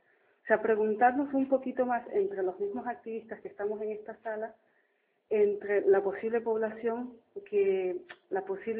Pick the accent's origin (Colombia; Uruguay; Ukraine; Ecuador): Ecuador; como ecuatoriana y desde donde vengo, me marca mucho la ideología, las formas de pensamiento del movimiento indígena